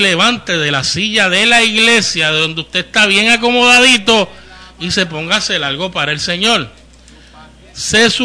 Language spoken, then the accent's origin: Spanish; Santurce, Puerto Rico; allá del área de donde yo soy, Villa Palmera, Playita, Santurce, en diferentes lugares del sector